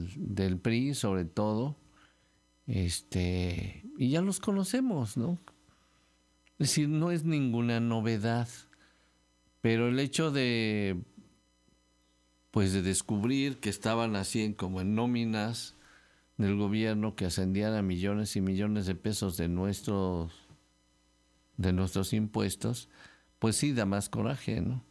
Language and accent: Spanish; Veracruz, Mexico; Bueno, pues sí, somos jarochos, estamos muy cerquita y nos queremos.